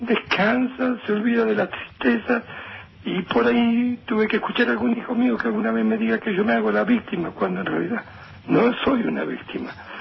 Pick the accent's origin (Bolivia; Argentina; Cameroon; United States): Argentina; Lomas de Zamora, Buenos Aires Province; yo soy de Lomas de Zamora.